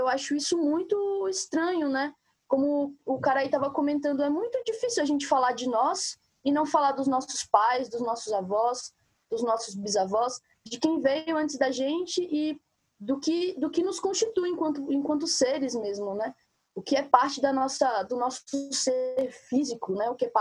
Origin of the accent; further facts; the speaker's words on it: Belo Horizonte, Minas Gerais, Brazil; sou de Minas Gerais, Belo Horizonte. Parte da minha ancestralidade é pertencente daquele território mineiro ali que hoje é chamado de Minas, né, Minas Gerais